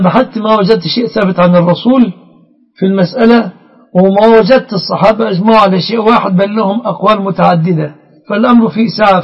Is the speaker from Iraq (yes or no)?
no; Egypt; بلادنا مصر